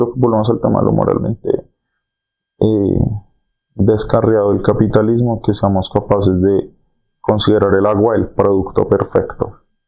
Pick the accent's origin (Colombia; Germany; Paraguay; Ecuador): Colombia; pues como colombiano, siento que uno debería estar como puyando sobre todo por eso